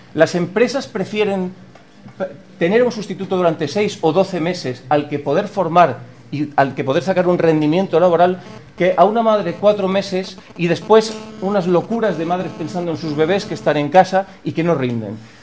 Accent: Pina, Aragon, Spain; Está muy bien lo que planteáis en Pina, yo soy de Pina y lo apoyo.

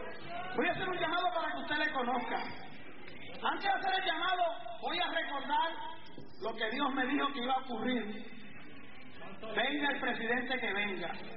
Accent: Puerto Rico; Yo soy puertorriqueño, ciudadano americano desde el nacimiento, pero soy latino.

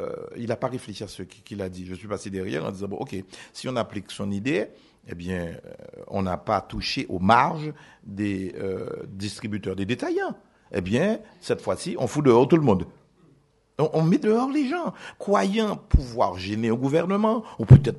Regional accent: Guadeloupe, France; Chez moi, en Guadeloupe, je pars de chez moi, il n'y a jamais un plan.

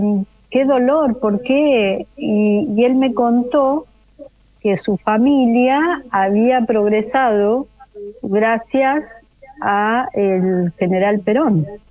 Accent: Neuquén, Argentina; adolescente y empezaban las vacaciones de invierno en Neuquén. Iba viajando en un micro local que iba de Zapala a mi pueblo

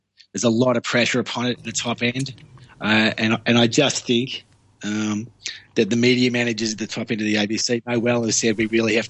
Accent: Australia; because we're Australian and we need to simplify everything we say.

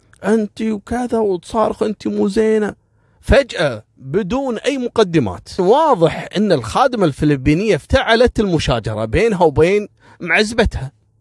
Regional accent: Kuwait; في بعض الوافدين عندنا في الكويت

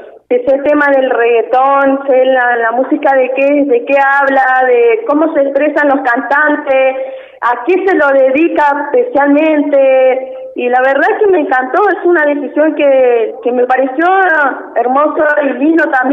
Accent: San Carlos de Bariloche, Río Negro, Argentina; also born or lived in Viedma; En Viedma, pero radicada acá en San Carlos de Bariloche.

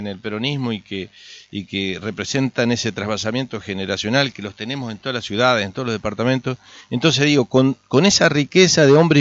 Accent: Arroyo Barú, Entre Ríos, Argentina; Yo ayer estuve en mi pueblo, Arroyo Barú. Nací en el hospital, en ese hospital donde nací, estuve en la escuela donde viví hasta los 5 años, estuve en la estación de ferrocarril donde viví hasta los 18 años. Yo tengo un origen, mis raíces están en este pueblo.

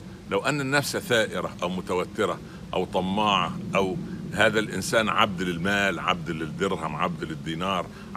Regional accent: Upper Egypt, Egypt; او الفلاح عندنا في الصعيد

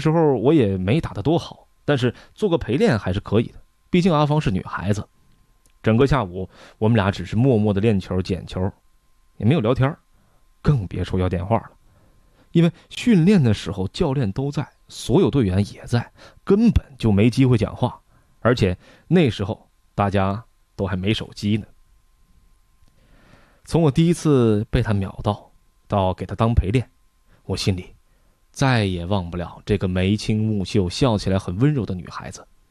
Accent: Fujian, China; 我是福建人

